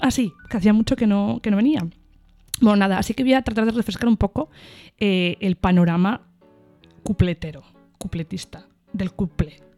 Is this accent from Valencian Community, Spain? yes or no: no; Cantabria, Spain; porque yo soy de Cantabria.